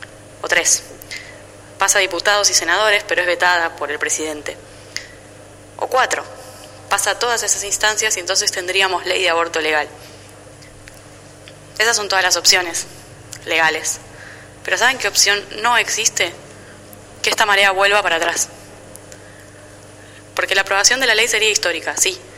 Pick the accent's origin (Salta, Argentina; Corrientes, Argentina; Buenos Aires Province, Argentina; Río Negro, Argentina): Buenos Aires Province, Argentina; Bahía Blanca; now in La Plata, Argentina; Vivo en La Plata, pero vengo de Bahía Blanca.